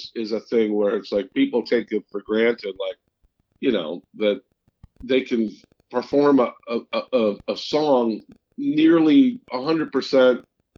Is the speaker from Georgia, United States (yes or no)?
no; St. Louis, Missouri, United States; This is going to sound funny, but I'm originally from St. Louis, Missouri.